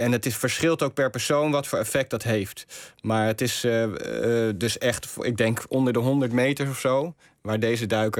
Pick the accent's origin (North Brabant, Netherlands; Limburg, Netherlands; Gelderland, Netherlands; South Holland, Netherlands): South Holland, Netherlands; also born or lived in Rotterdam; Ik ben geboren in Rotterdam, maar opgegroeid in het dorpje in Zuid-Holland. En als student heb ik in Feyenoord gewoond, ja.